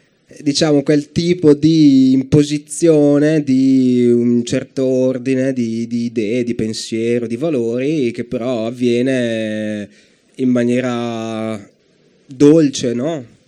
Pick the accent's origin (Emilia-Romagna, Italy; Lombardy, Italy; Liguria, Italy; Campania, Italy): Lombardy, Italy; Brescia; che sono bresciano